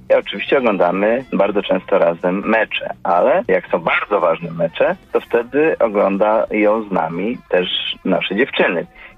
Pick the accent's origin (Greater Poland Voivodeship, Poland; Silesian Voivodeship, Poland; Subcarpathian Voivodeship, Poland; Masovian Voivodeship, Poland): Subcarpathian Voivodeship, Poland; Rzeszów; Ja wychowałem się w Rzeszowie